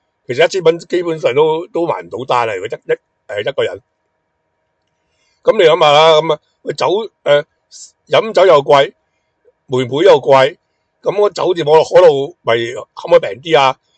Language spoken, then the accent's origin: Cantonese; Hong Kong; 咁你知道我系香港人啦，